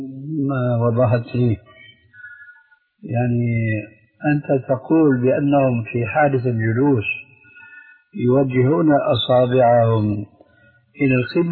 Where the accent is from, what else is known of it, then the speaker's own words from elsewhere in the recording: Syria; وهكذا عندنا في سوريا أيضا يقولون الذال لذينة